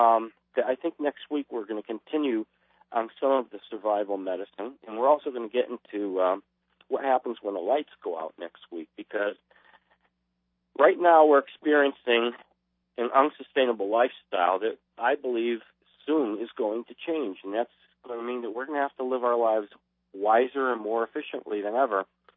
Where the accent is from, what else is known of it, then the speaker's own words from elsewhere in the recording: United States; I'm from America. I come from the land of plenty.